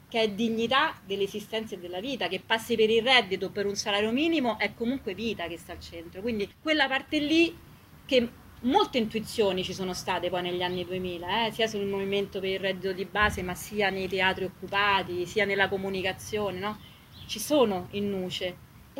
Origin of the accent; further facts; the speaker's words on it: Rome, Lazio, Italy; c'era molto modello macista anche nei comportamenti delle compagne quando sono cresciuta io a Via dei Volsci.